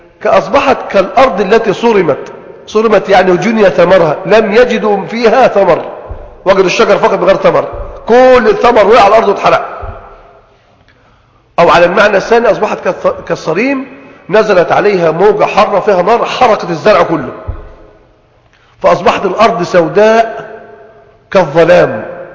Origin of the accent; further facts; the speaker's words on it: Egypt; يعني عندنا في مصر هنا مثلا ثمرة الطماطم دائما ممكن تأتي في اوقات تنعدم.